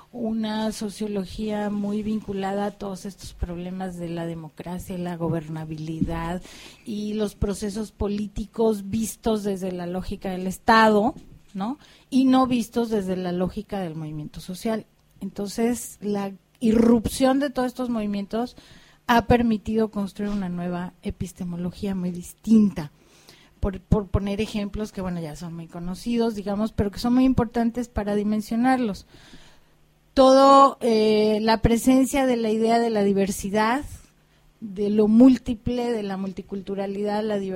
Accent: Mexico; Pues sí, venimos de México y digamos de América Latina.

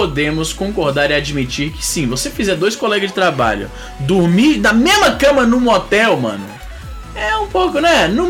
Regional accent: Ceará, Brazil; Pra quem tá ouvindo aí, eu sou cearense, eu posso falar o que eu quiser

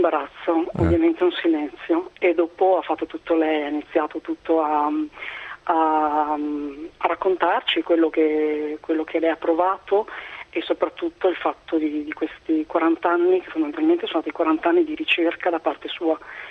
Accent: Mirandola, Emilia-Romagna, Italy; now in Rome, Italy; A Roma, ma come ho detto sono originario di Mirandola, Modena.

